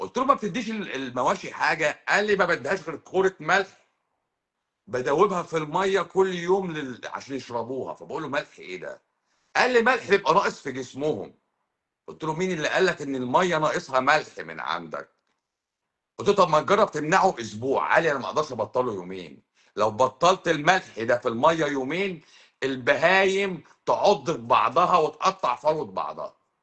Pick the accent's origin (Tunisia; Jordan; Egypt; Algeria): Egypt